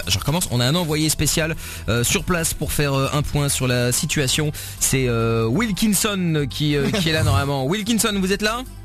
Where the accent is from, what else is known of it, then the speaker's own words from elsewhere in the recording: Portugal; En même temps, je suis portugais, tu n'es pas africaine, tu vois.